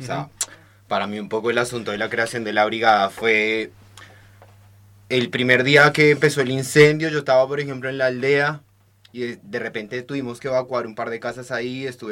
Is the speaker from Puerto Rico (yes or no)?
no; Colombia; now in Argentina; No soy de acá, soy de Colombia, entonces la situación de los incendios para mí es novedosa desde que vivo acá.